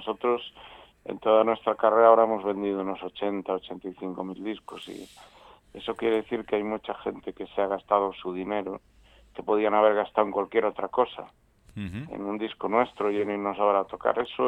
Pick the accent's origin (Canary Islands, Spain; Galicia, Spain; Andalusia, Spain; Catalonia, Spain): Galicia, Spain; teniendo en cuenta que somos gallegos, para llegar a cualquier lado tenemos que salir un día antes casi.